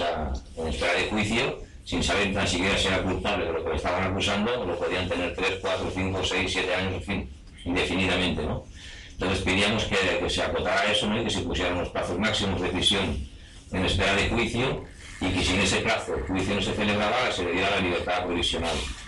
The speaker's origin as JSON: {"language": "Spanish", "town": "Vic", "region": "Catalonia", "country": "Spain", "said": "vengo desde Vic, un pueblo de Barcelona"}